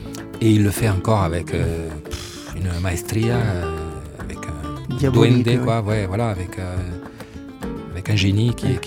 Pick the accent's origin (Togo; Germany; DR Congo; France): France; j'ai voulu revenir vivre en France parce que je suis français, je sens français